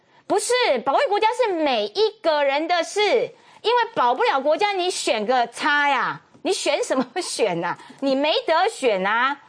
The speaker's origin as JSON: {"language": "Chinese", "country": "Taiwan", "tie": "born or raised there", "said": "我爸也湖南人，没有那不重要嘛，嗯，重要的是我，啊，我是台湾人，我是台湾第一代"}